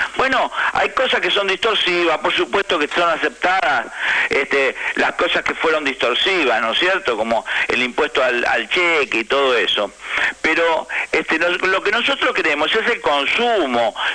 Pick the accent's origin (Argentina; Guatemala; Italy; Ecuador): Argentina; Porque somos los argentinos los que nos vamos a quedar sin trabajo.